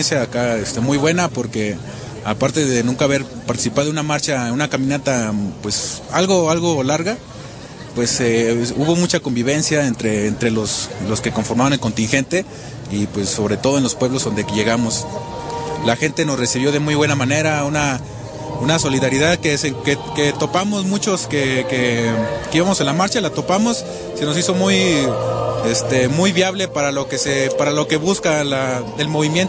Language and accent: Spanish; Tamaulipas, Mexico; De Tamaulipas.